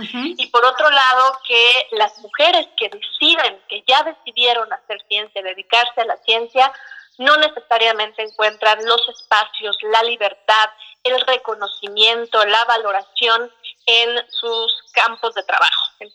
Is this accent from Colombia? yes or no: no; Mexico; yo soy la típica mexicana que no puede desayunar ligero.